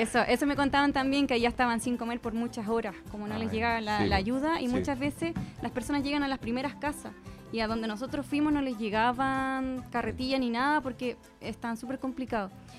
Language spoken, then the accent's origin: Spanish; Maipú, Santiago Metropolitan Region, Chile; No, de Maipú.